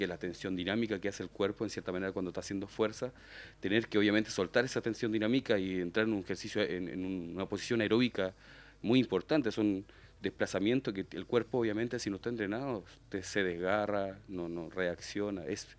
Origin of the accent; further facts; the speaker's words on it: Chile; porque yo soy chileno y pasa esto en mi país